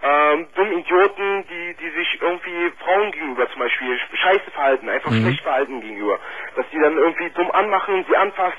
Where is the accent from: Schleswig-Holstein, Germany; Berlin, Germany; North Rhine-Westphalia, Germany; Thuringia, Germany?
Berlin, Germany; Ja, ich komme aus Berlin.